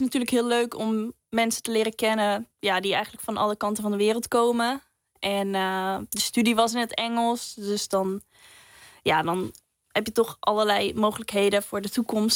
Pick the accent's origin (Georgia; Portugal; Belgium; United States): Portugal; moved away as an adult; now in Delft, Netherlands; ik ben in Portugal opgegroeid. En ik was 2 jaar oud toen mijn ouders vanuit Nederland daar naartoe verhuisden. En 5,5 jaar geleden, bijna 6, ben ik terug naar Delft gekomen.